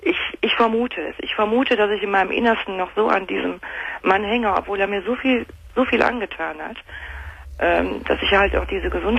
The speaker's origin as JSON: {"language": "German", "region": "Rhineland", "country": "Germany", "tie": "born there", "said": "und ich bin geborene Rheinländerin."}